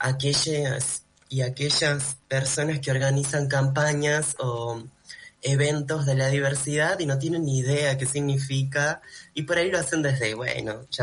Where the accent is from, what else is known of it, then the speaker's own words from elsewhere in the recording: Lima, Peru; yo vengo de una familia andina, me crié en Perú, mi familia es de Sicuani, de un pueblito del Cusco